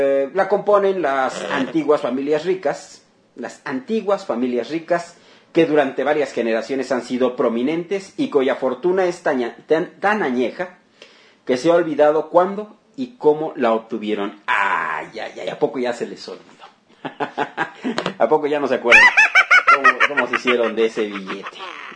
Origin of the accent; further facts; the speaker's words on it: Mexico; lean, chequen las experiencias que hemos tenido como mexicanos en el pasado.